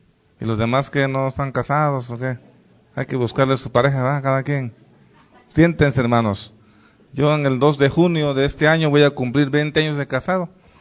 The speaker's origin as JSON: {"language": "Spanish", "country": "Mexico", "said": "Como mexicanos, ahí está la ley."}